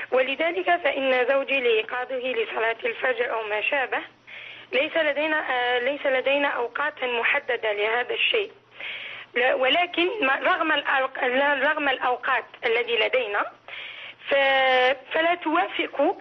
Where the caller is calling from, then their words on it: France; أنا من فرنسا